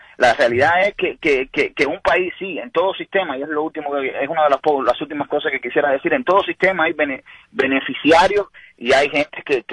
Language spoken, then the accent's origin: Spanish; Cuba; soy cubano. Llevo aquí no mucho tiempo. Y es decir, viví el proceso cubano completamente.